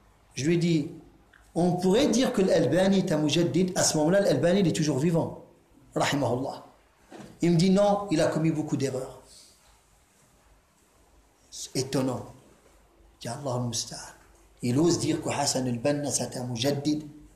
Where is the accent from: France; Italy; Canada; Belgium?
France; Drancy, Île-de-France; J'ai grandi à Drancy, il est pas loin de la ville de Drancy